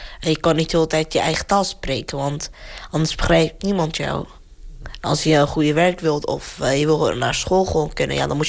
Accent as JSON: {"language": "Dutch", "town": "Daraa", "region": "Daraa Governorate", "country": "Syria", "second_language": "Dutch", "lives_now": "Capelle aan de IJssel, Netherlands", "said": "Ik kom uit Syrië en ik ben 14 jaar en ik heb gewoond in Zuid-Syrië, in Daraa."}